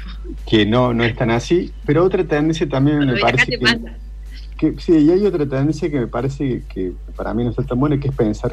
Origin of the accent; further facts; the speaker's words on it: Argentina; lo que aspiramos ser como argentinos.